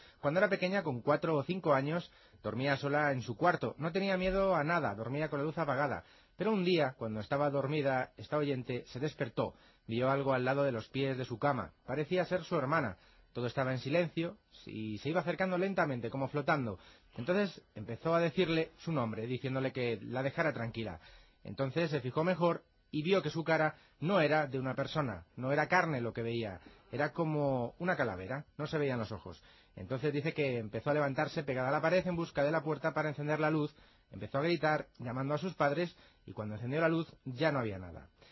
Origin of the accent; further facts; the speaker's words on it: Fuentes de Ropel, Castile and León, Spain; yo soy de Fuentes de Ropel.